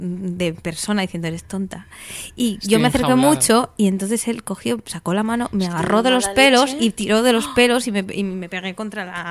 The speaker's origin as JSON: {"language": "Spanish", "region": "Asturias", "country": "Spain", "said": "Yo soy asturiana y estábamos miles de horas en el coche."}